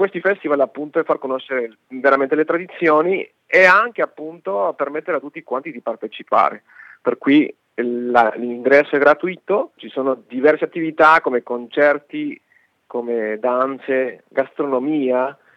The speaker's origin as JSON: {"language": "Italian", "country": "Mexico", "lives_now": "Italy", "said": "io essendo messicano"}